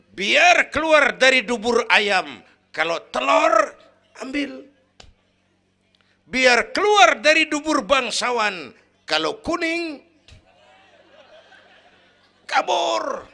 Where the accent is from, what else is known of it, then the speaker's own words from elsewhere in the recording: Kebayoran, Jakarta, Indonesia; born there; Bahwa saya lahir di Kebayoran, itu mah kebetulan.